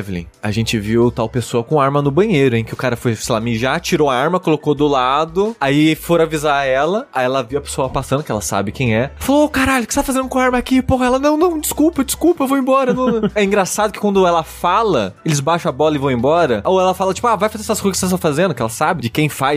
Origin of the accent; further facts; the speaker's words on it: Coronel Fabriciano, Minas Gerais, Brazil; also born or lived in Belo Horizonte; now in São Paulo, Brazil; eu cresci em Fabriciano, né? Depois eu fui morar BH e aí estou aqui em São Paulo agora.